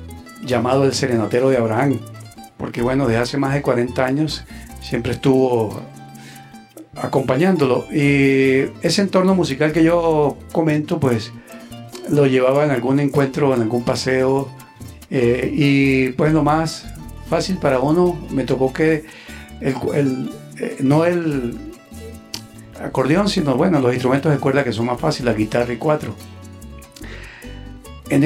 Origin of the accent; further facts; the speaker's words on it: La Grita, Táchira, Venezuela; Soy nativo de la tienda en el Táchira, La Grita.